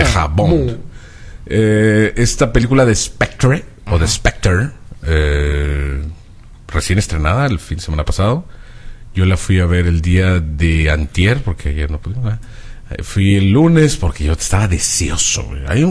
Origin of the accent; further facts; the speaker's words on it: Mexico; Te da gusto, así como mexicano, de ver esa escena.